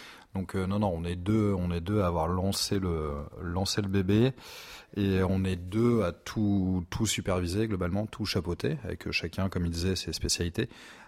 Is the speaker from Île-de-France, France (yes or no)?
yes; Fontainebleau, Île-de-France, France; j'ai 31 ans, donc le petit jeune. J'ai grandi à Fontainebleau